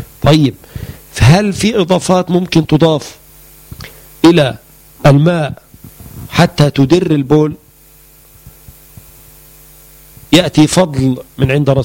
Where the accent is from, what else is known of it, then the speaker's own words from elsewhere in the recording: Egypt; وهو اللي احنا بنسميه عندنا في مصر الحلفبر.